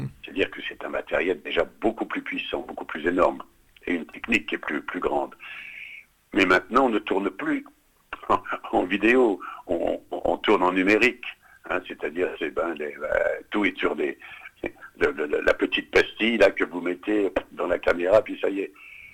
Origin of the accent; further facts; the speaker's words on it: Grand Est, France; je suis de Lorraine, de Lorraine et d'Alsace.